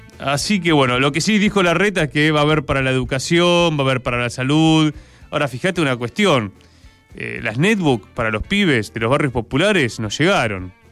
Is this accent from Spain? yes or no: no; Argentina; utilicemos nuestros medios como pueblo argentino y como federales que somos